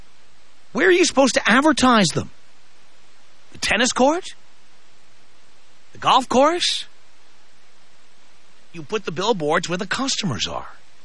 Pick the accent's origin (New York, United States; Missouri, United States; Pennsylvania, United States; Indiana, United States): New York, United States; New York City; Well, can I tell you why that is? I grew up in the South Bronx.